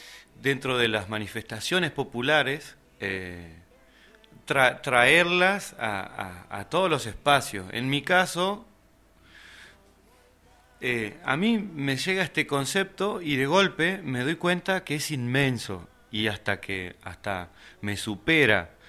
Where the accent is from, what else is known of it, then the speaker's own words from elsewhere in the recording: Gualeguay, Entre Ríos, Argentina; Yo soy entrerriano, de Gualeguay.